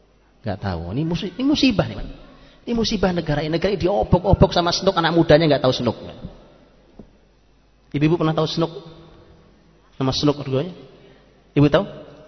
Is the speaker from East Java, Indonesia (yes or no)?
yes; East Java, Indonesia; Zaman dulu, zaman saya di kampung, saya orang Jawa Timur di kampung